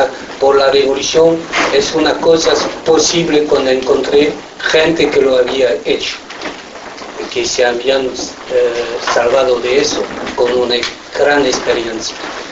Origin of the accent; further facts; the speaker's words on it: Toulouse, Occitania, France; Spanish is a second language; Nací en Toulouse, 16 años, antes del 68.